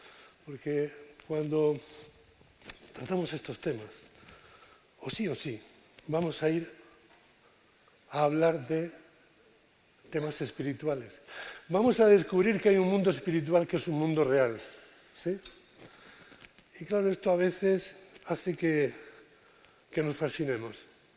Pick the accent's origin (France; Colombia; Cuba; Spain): Spain; Cartagena, Region of Murcia; Bueno, vengo de Cartagena.